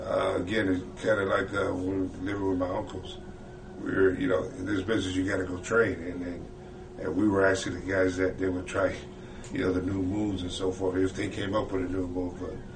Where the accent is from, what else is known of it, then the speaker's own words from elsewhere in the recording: California, United States; No, I was out in Cali.